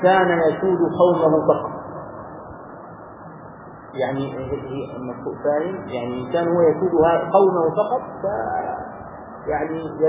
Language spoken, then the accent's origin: Arabic; Egypt; ونحن كمصريين تربينا على هذا